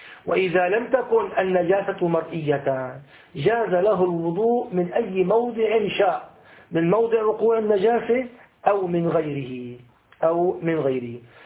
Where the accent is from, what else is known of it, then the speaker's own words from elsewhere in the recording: Damascus, Damascus Governorate, Syria; أبد النهر الفيجي عندنا في دمشق لما يكون في أيام الربيع يكون يجري بقوة